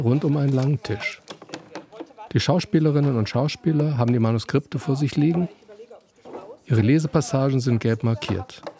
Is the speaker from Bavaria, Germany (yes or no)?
yes; Nuremberg, Bavaria, Germany; Start ist in Nürnberg. Aus ganz persönlichen Gründen. Es ist meine Heimatstadt.